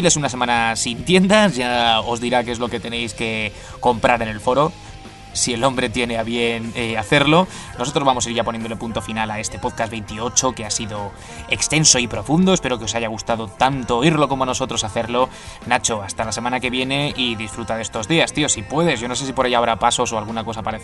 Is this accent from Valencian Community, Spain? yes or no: yes; Alicante, Valencian Community, Spain; Si te quieres venir a mi tierra un tiempo, que voy a estar por ahí unos días en Alicante